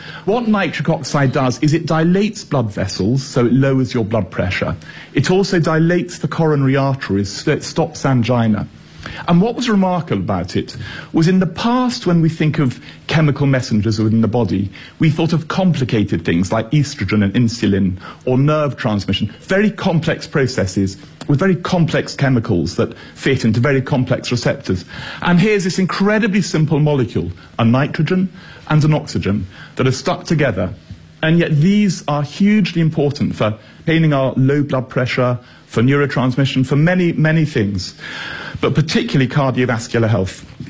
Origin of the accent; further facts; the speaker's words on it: Edinburgh, Scotland, United Kingdom; I'm from Edinburgh.